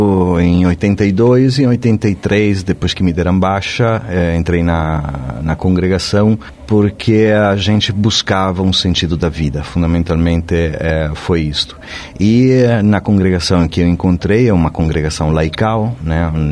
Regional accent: Sardinia, Italy; Portuguese is a second language; moved away as an adult; now in Brazil; Eu sou da Sardenha, sou um ilhéu que não sabe nadar, costumo dizer isso. Sou da Sardenha, uma ilha no meio do Mediterrâneo, debaixo da França, para encontrá-la no mapa.

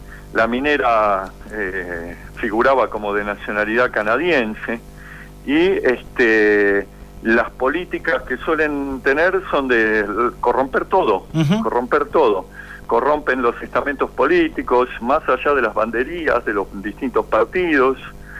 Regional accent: Buenos Aires, Argentina; Soy de Buenos Aires.

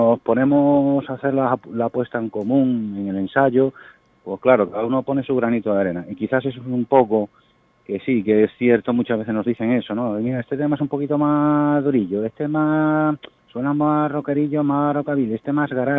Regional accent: Chiclana, Andalusia, Spain; nosotros somos de Chiclana

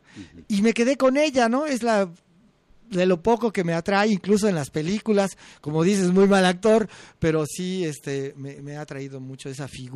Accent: Veracruz, Mexico; sobre todo la música de mi tierra, la veracruzana, el son jarocho, me gusta.

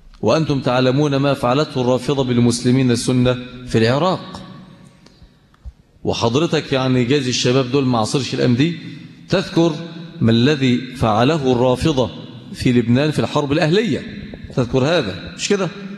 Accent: Mansoura, Dakahlia, Egypt; عشان احنا عندنا في المنصوره ونواحي بتاعتنا ديت عندنا نظام تاني

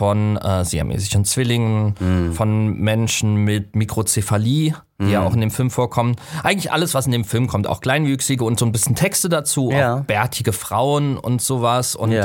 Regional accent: Southwest Germany, Germany; ich komme ja aus dem Südwesten und im Südwesten gibt es ja eine starke Rummel-Jahrmarkt-Tradition.

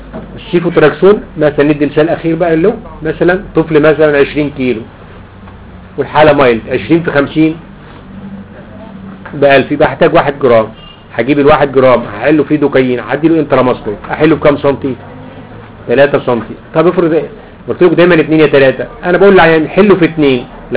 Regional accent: Egypt; اسمه عندنا في مصر له اسمين

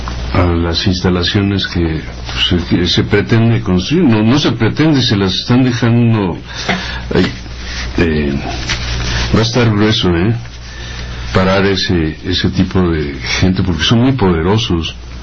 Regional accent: Mexico City, Mexico; Somos unas cucarachas chilangas.

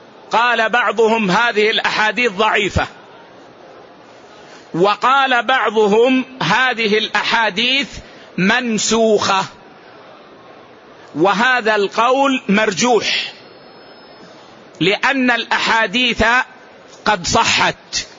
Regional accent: Saudi Arabia; يعني مثلا اليوم عندنا في السعودية

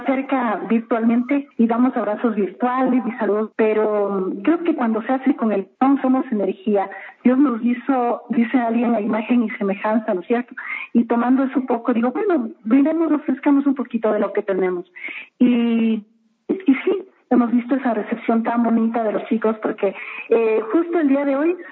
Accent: Ecuador; Así somos los ecuatorianos, así somos en el mundo

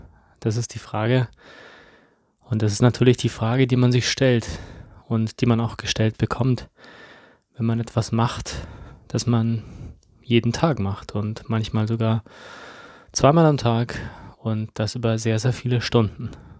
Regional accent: Munich, Bavaria, Germany; ich habe damals ja in München gewohnt, ich bin in München groß geworden

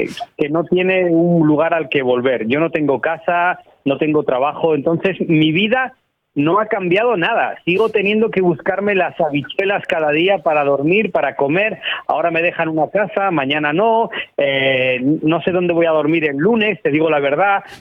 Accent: Asturias, Spain; He hablado con una organización de mi tierra, de Asturias

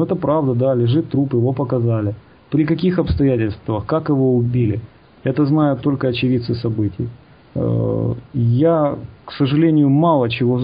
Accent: Kyiv, Ukraine; Хотя вот он человек с Западной Украины, а я, получается, киевлянин.

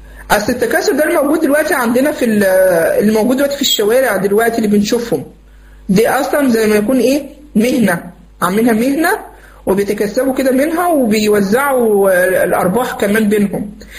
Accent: Egypt; فكه مثلا عندنا في مصر

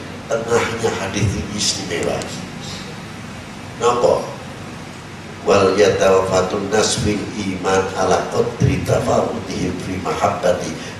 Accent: Indonesia; born there; Kebetulan saya dilahirkan, ngaku aja ngomong saya orang Indonesia ini, kebetulan saya dilahirkan di Indonesia.

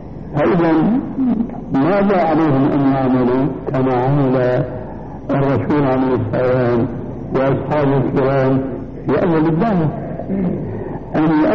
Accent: Syria; كما يقولون عندنا في الشام

